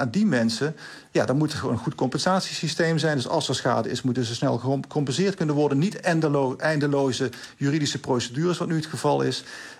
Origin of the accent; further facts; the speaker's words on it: Limburg, Netherlands; En ik kom zelf uit Limburg, dus ik ken de situatie ook heel erg goed.